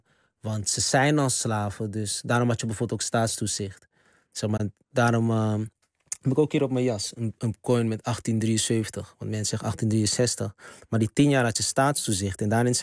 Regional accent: Amsterdam, North Holland, Netherlands; Terwijl we komen rechtstreeks uit de Bijlmer.

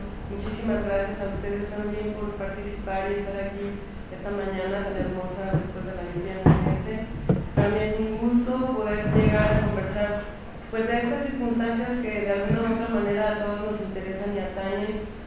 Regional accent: Guanajuato, Mexico; yo nací en Guanajuato, crecí en Guanajuato, mi familia toda está en Guanajuato

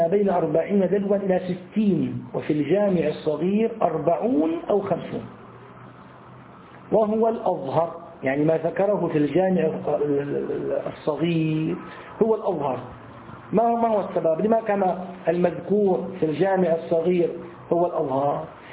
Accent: Syria; أنتوا عندكم يسموه البرص، عندنا في الشام يسمى أبو بريس

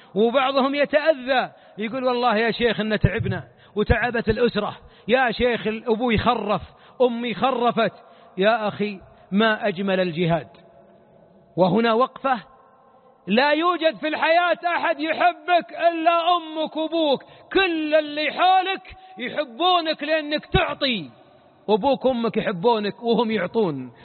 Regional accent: Najd, Saudi Arabia; عندنا في نجد مثل نعرفه جميعا

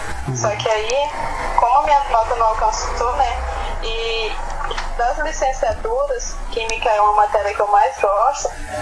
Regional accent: Plácido de Castro, Acre, Brazil; now in Rio Branco, Brazil; eu sou de Plácido de Castro. Eu nasci lá, né? Uhum. Me criei lá também. Aí foi quando eu terminei o ensino médio, passei um ano parado aí. Foi quando eu decidi vir.

